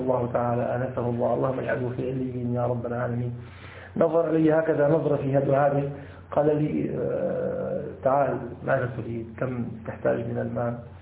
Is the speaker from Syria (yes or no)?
yes; Damascus, Damascus Governorate, Syria; حتى نذكر عندنا في الشام، عندنا في الشام كثير من المساجد سرق السجاد الذي فيها.